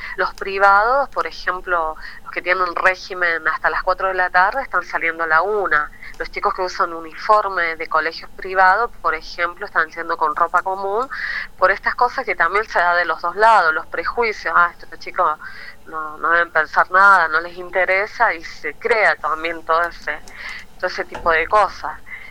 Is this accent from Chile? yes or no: yes; Chile; acá estamos, también somos chilenos, véanos, porque nosotros también queremos ser parte de este pueblo